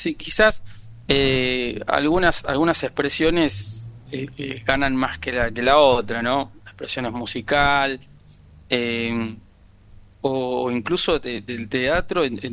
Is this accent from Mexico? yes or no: no; Argentina; somos argentinos, pero por lo menos en Tucumán, que ahí llegaron mucho los árabes, hay mucha danza árabe